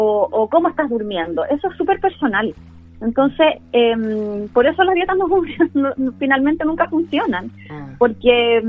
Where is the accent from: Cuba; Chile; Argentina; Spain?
Chile; Chillán, Ñuble; also born or lived in Santiago; Yo soy oriunda de Chillán, pero viví mucho tiempo en Santiago